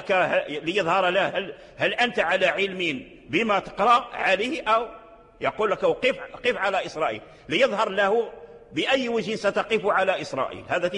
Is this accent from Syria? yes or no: no; Morocco; من الأئمة والعلماء عندنا في المغرب كذلك لهم تعاريف